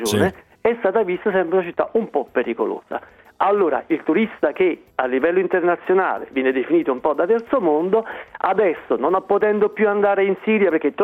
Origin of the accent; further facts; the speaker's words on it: Naples, Campania, Italy; Napoli, che amo tantissimo, sono napoletano, certo